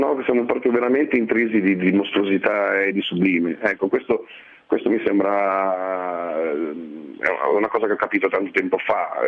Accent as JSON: {"language": "Italian", "town": "Milan", "region": "Lombardy", "country": "Italy", "tie": "born there", "said": "Io sono nato a Milano alla metà degli anni 60, perciò però in una famiglia sottoproletaria"}